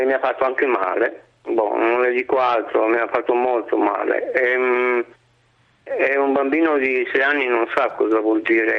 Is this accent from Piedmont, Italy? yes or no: yes; Turin, Piedmont, Italy; Io ho 66 anni, sono di Torino